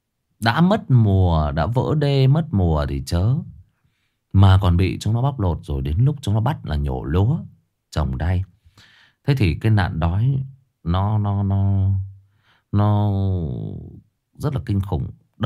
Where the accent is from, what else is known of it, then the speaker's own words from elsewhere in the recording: Hưng Yên, Vietnam; tôi thì nói thật với anh chị em là quê tôi Hưng Yên, nó ngay gần Thái Bình thôi.